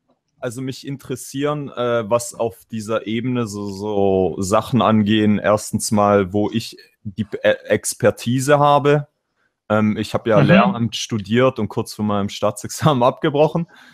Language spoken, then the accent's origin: German; Turkey; Ich bin Türke, ich bin anders.